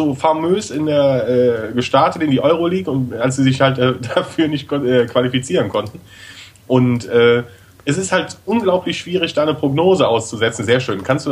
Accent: Rhineland, Germany; Ich als Rheinländer habe da natürlich genau ähnliche Lebensbedingungen wie in Rio de Janeiro.

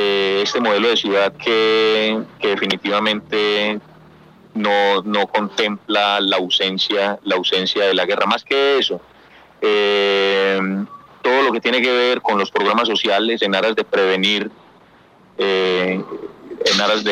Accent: Copacabana, Antioquia, Colombia; me dirijo ya hacia mi pueblo, hacia el municipio de Copacabana.

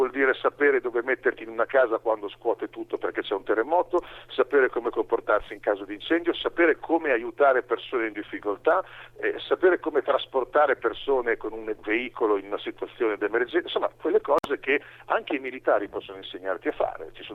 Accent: Emilia-Romagna, Italy; E lo dico da emiliano, io vivo nella zona che nel 2012 è stata colpita dal terremoto, no? Fra Bologna, Modena e Ferrara

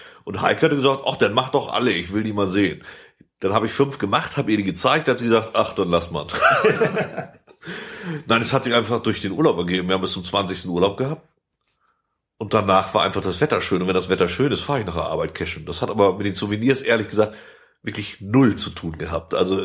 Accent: West Germany, Germany; Mann, ich bin Westdeutscher.

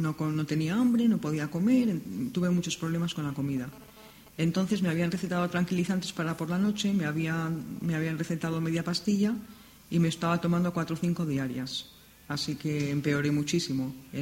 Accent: Madrid, Community of Madrid, Spain; tengo 50 años, estoy casada y soy natural de Madrid.

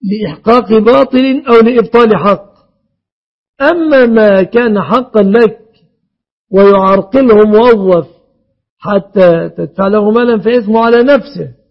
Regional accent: Egypt; بلادنا مصر

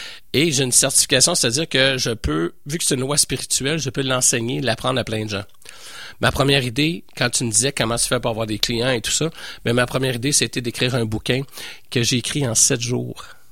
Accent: Montreal, Quebec, Canada; je suis Montréalais, mais j'adore Québec.

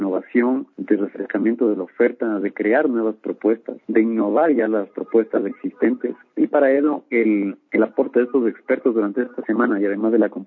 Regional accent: Quito, Pichincha, Ecuador; para que nosotros mismos, como ecuatorianos, como quiteños, conozcamos, nos interesemos más, ver todas estas maravillas que tiene la ciudad, que tiene nuestro país

